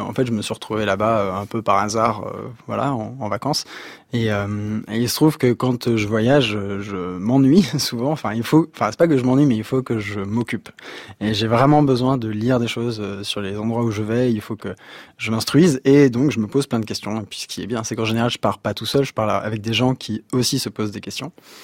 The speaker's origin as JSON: {"language": "French", "town": "Sury-le-Comtal", "region": "Auvergne-Rhône-Alpes", "country": "France", "tie": "born or raised there", "said": "on a grandi à Suril-Comtal dans la Loire et on était déjà un peu une famille particulière parce qu'on avait un bateau dans le jardin. La Loire c'est dans le Massif Central"}